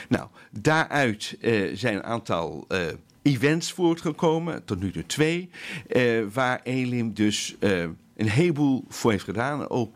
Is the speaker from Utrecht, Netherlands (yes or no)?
yes; Veenendaal, Utrecht, Netherlands; Ik kom uit Veenendaal